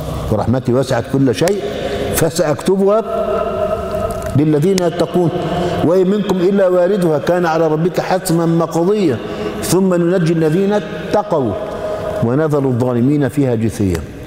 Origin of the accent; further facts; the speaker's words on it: Egypt; زي اللي عندنا في مصر